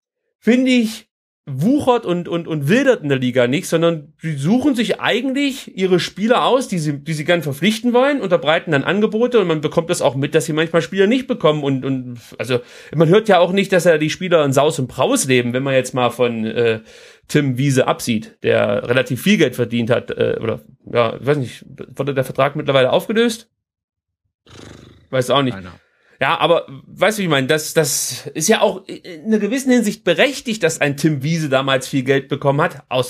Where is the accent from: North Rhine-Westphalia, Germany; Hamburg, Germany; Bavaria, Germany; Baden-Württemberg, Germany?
Baden-Württemberg, Germany; Sinsheim; ich komme ja hier aus der Ecke und gerade diese Rhein-Main-Ecke da unten, Hoffenheim oder besser bekannt als Sinsheim, die steckt so mittendrin.